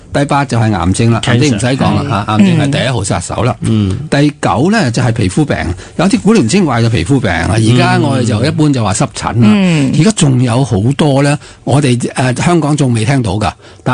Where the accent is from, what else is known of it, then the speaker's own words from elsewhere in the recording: China; 因为我哋中国人唔知点解啦